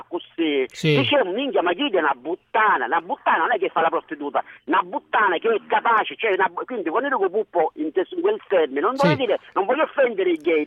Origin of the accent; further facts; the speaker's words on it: Catania, Sicily, Italy; Ora, siccome sono catanese, ti parlo un po' catanese.